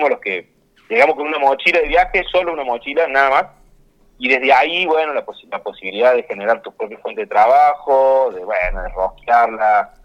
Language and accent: Spanish; Oncativo, Córdoba, Argentina; En una primera etapa vinimos mucho de nuestro pueblo natal, éramos como cerca de 6-7 familias que vinimos de Oncativo